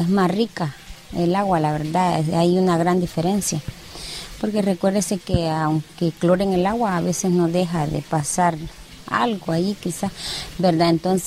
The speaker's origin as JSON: {"language": "Spanish", "region": "Sonsonate", "country": "El Salvador", "said": "vivo aquí en Palmira, ¿verdad? Que somos del municipio de Sonsacate."}